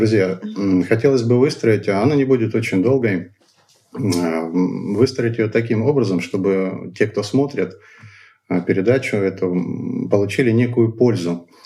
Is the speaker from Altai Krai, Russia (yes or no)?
yes; Rakity, Altai Krai, Russia; born there; Родился я в Алтайском крае. Есть такое замечательное поселение, называется Ракиты.